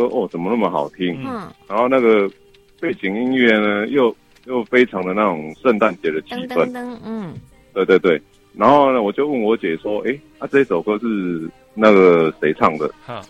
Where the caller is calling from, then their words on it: Taipei, Taiwan; 我是台北的